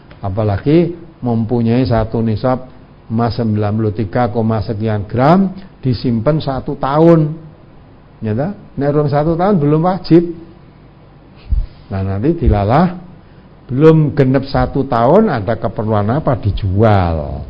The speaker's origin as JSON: {"language": "Indonesian", "region": "Java", "country": "Indonesia", "said": "Tentu gelangnya tidak seperti gelang kita orang Jawa"}